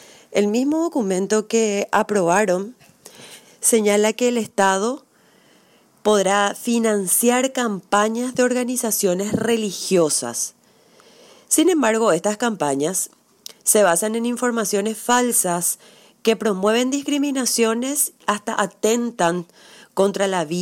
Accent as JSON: {"language": "Spanish", "country": "Paraguay", "said": "soy de Paraguay, soy periodista"}